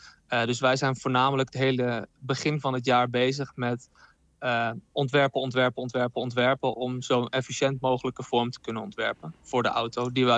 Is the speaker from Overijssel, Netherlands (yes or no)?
yes; Zwolle, Overijssel, Netherlands; Ja, ik kom zelf uit Zwolle